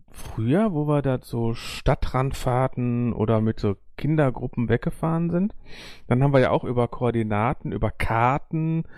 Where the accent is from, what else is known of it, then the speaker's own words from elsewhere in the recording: North Rhine-Westphalia, Germany; Ich komme aus dem Ruhrpott, ich darf das sagen.